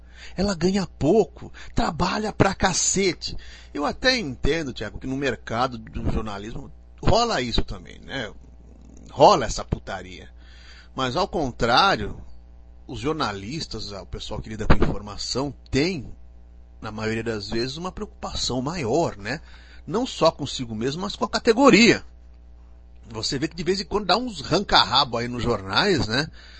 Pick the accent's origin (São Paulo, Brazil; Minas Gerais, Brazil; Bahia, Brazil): São Paulo, Brazil; Araraquara; Nossa, eu passei minha infância em Araraquara. Maravilhosa, adoro Araraquara. Se bem que decaiu muito, né?